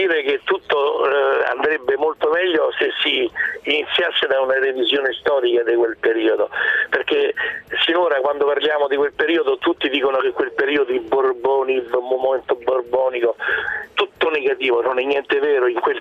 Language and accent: Italian; Latina, Lazio, Italy; io sono di Latina, mio padre è di Sermoneta, non c'entro niente con il Regno delle Due Sicilie.